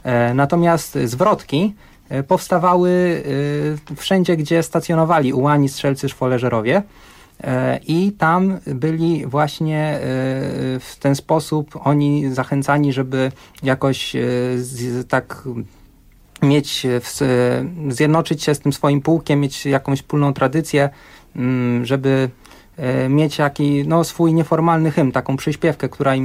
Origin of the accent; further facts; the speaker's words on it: Garwolin, Masovian Voivodeship, Poland; Po pierwsze pochodzimy z Garwolina